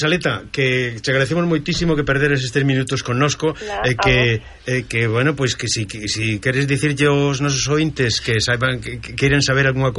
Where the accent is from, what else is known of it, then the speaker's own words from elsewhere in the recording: Galicia, Spain; que nos como galegos queremos gabarnos